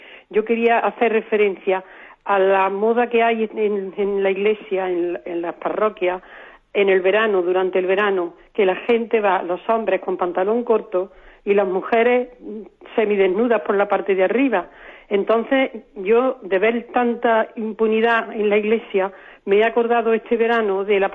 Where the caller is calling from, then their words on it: Córdoba, Andalusia, Spain; de Córdoba.